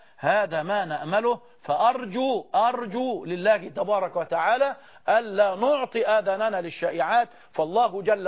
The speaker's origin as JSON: {"language": "Arabic", "country": "Egypt", "said": "وأن نكون كمصريين بجميع أطيافنا على قلب رجل واحد"}